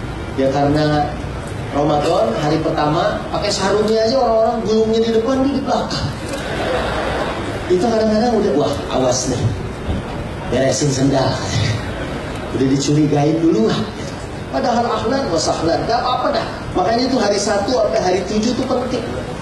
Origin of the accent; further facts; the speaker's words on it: Bogor, West Java, Indonesia; saya memang orang Bogor, tapi saya gak dagang soto